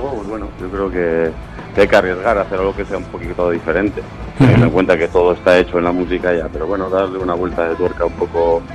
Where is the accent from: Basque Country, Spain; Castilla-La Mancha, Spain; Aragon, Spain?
Basque Country, Spain; Vitoria-Gasteiz; Al final Vitoria es un sitio pequeño, nosotros somos de Vitoria, para que no se sepa.